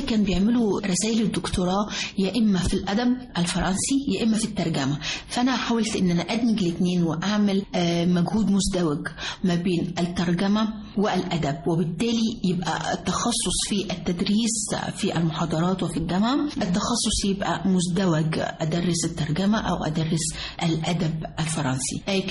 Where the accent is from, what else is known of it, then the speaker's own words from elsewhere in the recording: Upper Egypt, Egypt; طبعا أنا فخور أن أنا أكون صعيدية من جنوب مصر